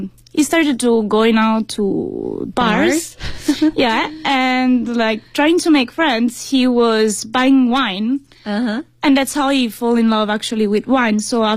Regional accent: Italy; English is a second language; now in China; Hi, everyone. … I'm from Italy.

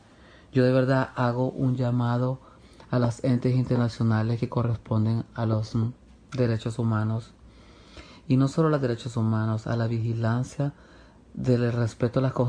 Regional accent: Honduras; como ciudadanos hondureños que somos, o como ciudadanas hondureñas que somos.

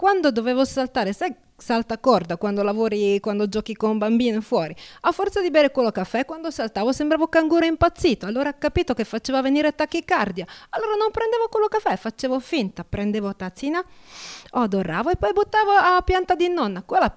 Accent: Bratislava Region, Slovakia; Italian is a second language; now in Rome, Italy; vengo da Cerni, vicino di Bratislava. Nessuno conosce mia terra qui a Roma. Dicono tutti, ah, sei rumena, non c'entra niente, altra cultura, altro modo di parlare. Allora, io sono venuta qui con i miei genitori, però per farti capire vengo di campagna

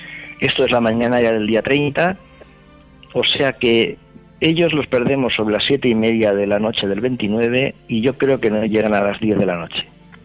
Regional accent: Alicante, Valencian Community, Spain; nosotros somos también de Alicante, pero no somos los desaparecidos.

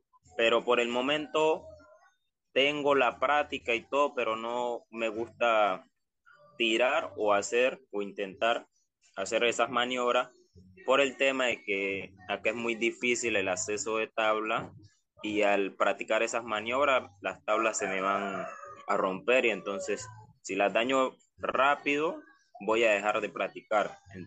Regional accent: Chocó, Colombia; yo soy de Colombia, soy del Pacífico Chocó, del Valle Vallasolano.

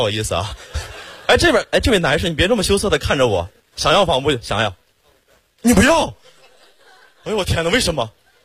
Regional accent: Xiong'an, Hebei, China; 土生土长的雄安人，从小在那长大

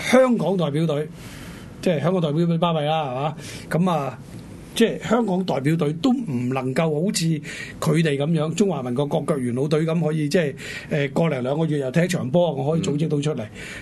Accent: China; 唔單止係我哋中國人嘅一件即係大事啊

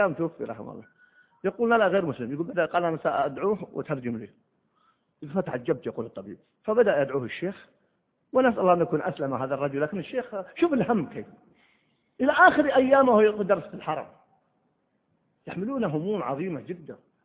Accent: Egypt; عمره 35 سنة فقط عندنا في مصر

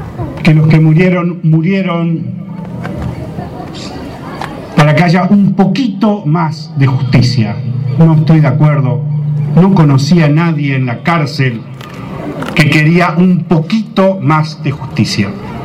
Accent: Santa Fe, Argentina; Yo soy santafesino

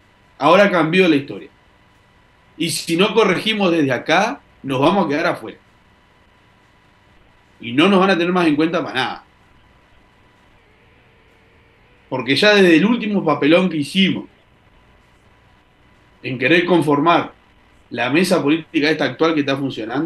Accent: Uruguay; Sí nos compete como uruguayos que vivimos acá

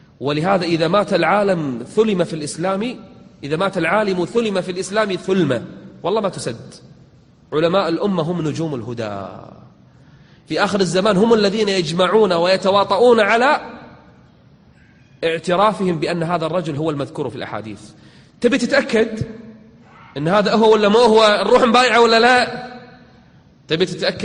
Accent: Kuwait; إحنا عندنا بالكويت واحد من زمان يقول أنا المهدي

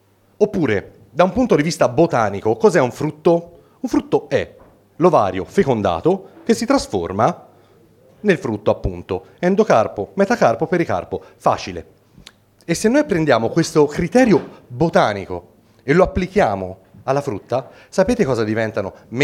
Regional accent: Florence, Tuscany, Italy; si sente dall'accento? Sì. Io vengo da Firenze, dicono che noi toscani siamo un po' campanilisti e chiusi

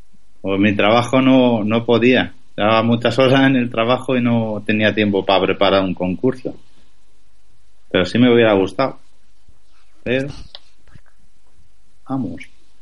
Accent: Huelva, Andalusia, Spain; Porque yo soy de Huelva, entonces yo con los míos.

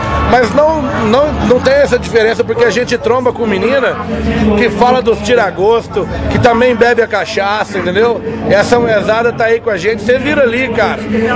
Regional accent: Minas Gerais, Brazil; Nós somos bem mineiros, bem regionais. Todo mundo tem essa vivência bucólica, de roça.

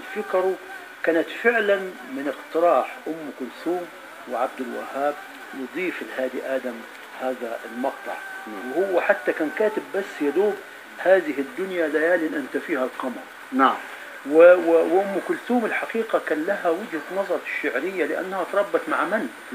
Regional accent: Upper Egypt, Egypt; زي ما عندنا في الصعيد بيقولوا هو العمر لا يطول ولكنه يجعل فيه

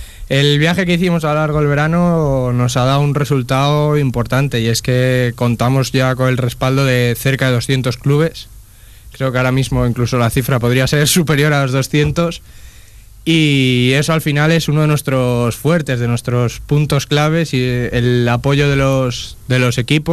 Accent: León, Castile and León, Spain; Yo soy leonés, que se me había olvidado decirlo.

